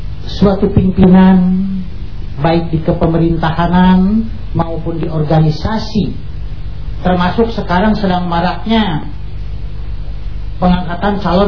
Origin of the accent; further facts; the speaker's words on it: Garut, West Java, Indonesia; Nah, kebetulan saya dari Garut.